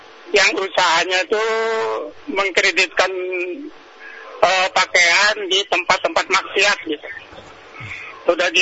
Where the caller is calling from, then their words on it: West Jakarta, Jakarta, Indonesia; Saya dari Pak …, Jakarta Barat.